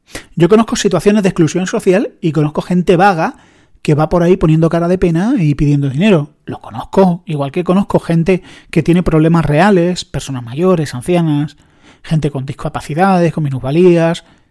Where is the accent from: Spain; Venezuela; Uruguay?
Spain; Andalusia; como es mi querida Andalucía, yo soy andaluz